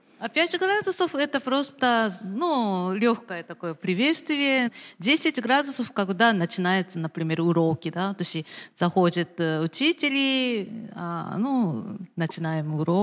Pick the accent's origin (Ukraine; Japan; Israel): Japan; Russian is a second language; now in Moscow, Russia; Я из Японии, но я уже живу в Москве 15 лет.